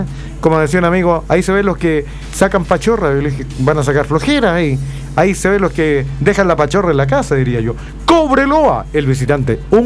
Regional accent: Argentina; ¿Lo digo como argentino?

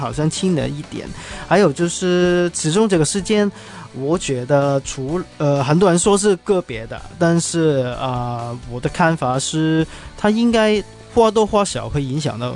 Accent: Hong Kong; 老实说，作为一个香港人呢

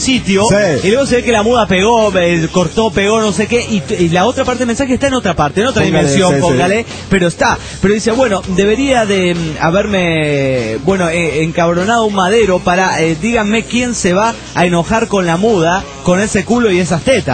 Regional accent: Loja, Ecuador; de Loja, Ecuador

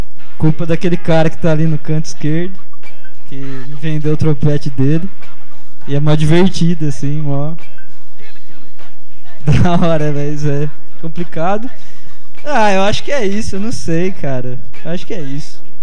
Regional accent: Curva do Rio, São Paulo, Brazil; now in São Carlos, Brazil; Nascido e criado na Curva do Rio, do interior paulista. É, vim parar aqui em São Carlos por acaso.

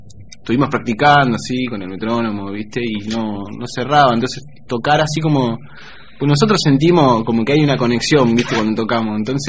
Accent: La Plata, Buenos Aires Province, Argentina; Somos todos platenses, sí.

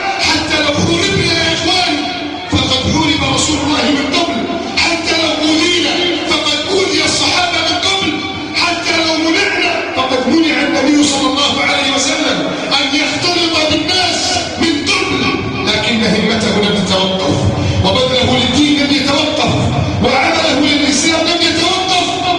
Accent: Egypt; اللهم احفظ بلدنا مصر من كيد الكائدين

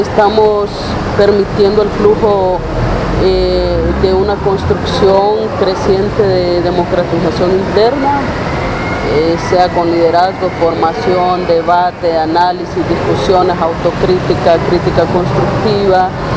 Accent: Honduras; cómo nos ha cambiado la vida como pueblo hondureño, un pueblo más sometido, más humillado.

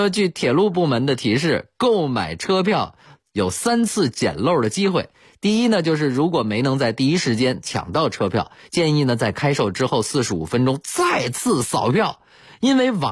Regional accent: Beijing, China; 我是北京人，所以上学工作基本上都在北京，只有出差的时候可能会买火车票。

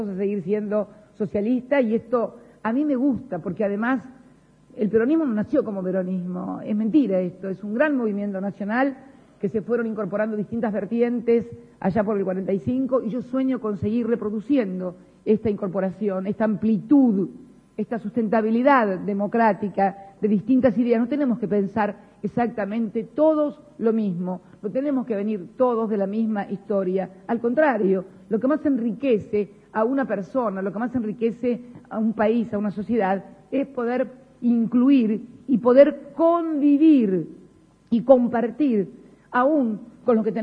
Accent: Río Gallegos, Santa Cruz, Argentina; also born or lived in La Plata; yo provengo también, si bien nací en La Plata, provengo de Río Gallegos

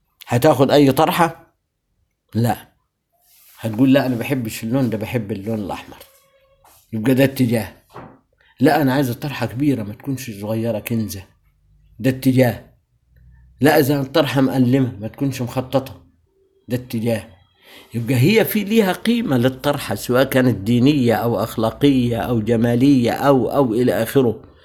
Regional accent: Egypt; إحنا كمصريين لنا ثقافة كلنا عامة

